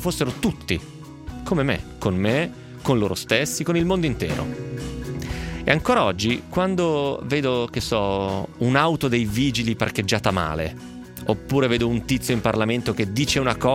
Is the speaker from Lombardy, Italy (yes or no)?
yes; Lecco, Lombardy, Italy; Dalle mie parti Lecco si diceva attaccare e poi fare vola.